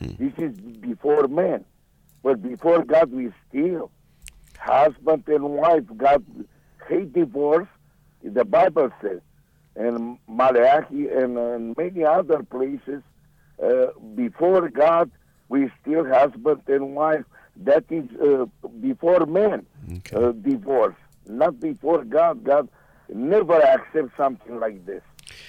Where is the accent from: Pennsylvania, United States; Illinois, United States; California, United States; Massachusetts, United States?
California, United States; I'm from California, and I came to live with my friends right here.